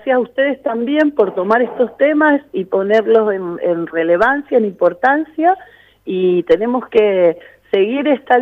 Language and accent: Spanish; Mendoza, Argentina; especialmente en Mendoza, porque somos mendocinos y nos está afectando diariamente a todos nosotros.